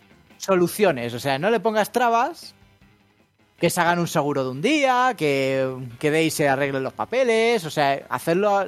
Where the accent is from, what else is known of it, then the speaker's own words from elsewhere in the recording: Spain; pero yo soy español